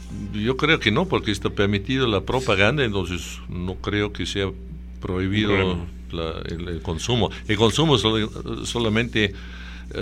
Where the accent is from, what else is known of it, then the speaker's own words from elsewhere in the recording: Bavaria, Germany; now in Peru; Primero, en Alemania es un poquito como acá en el Perú.